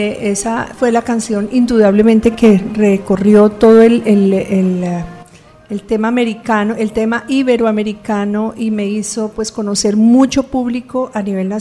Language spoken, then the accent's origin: Spanish; Cali, Valle del Cauca, Colombia; en Cali, en mi tierra, y ya a los 18 años estaba cantando profesionalmente.